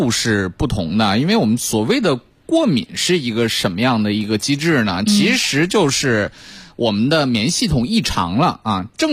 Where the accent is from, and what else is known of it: China